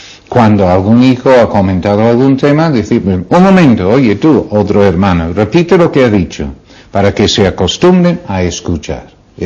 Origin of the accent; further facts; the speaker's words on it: United Kingdom; Spanish is a second language; now in Spain; Cuando yo sigue siendo inglés, que ya no lo soy, ya soy español